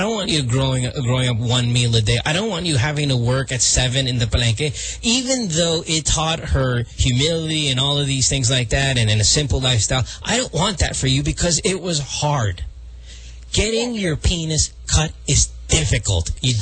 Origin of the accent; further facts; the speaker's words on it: Central Luzon, Philippines; I'm from Bulacan.